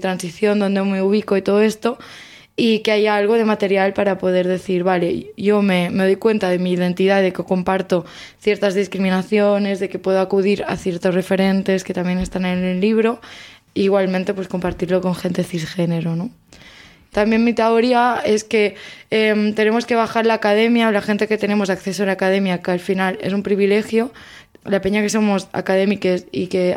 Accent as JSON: {"language": "Spanish", "country": "Spain", "first_language": "Catalan", "second_language": "Spanish", "said": "el catalán es mi primera lengua y también soy activista del catalán"}